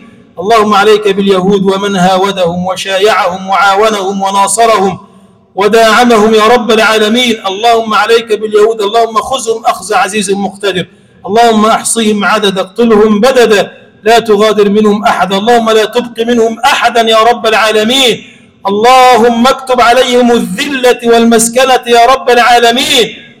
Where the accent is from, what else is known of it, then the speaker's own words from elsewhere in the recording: Egypt; اللهم اجعل بلدنا مصر بلدا آمنا مطمئنا